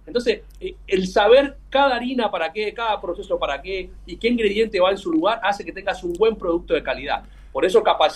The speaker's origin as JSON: {"language": "Spanish", "country": "Cuba", "moved": "yes", "lives_now": "Argentina", "said": "yo soy cubano, llevo 23 años en la Argentina, vine muy joven."}